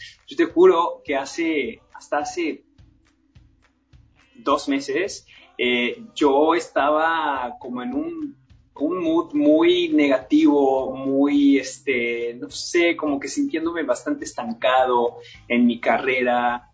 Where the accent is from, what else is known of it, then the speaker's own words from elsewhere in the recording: Mexico; now in Canada; yo salí de México para buscar esas oportunidades del mundo de Hollywood aquí en Canadá